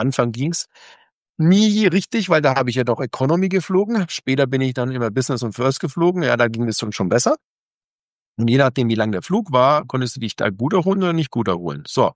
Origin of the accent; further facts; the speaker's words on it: Germany; Ich bin Deutscher und das ist mein Heimatland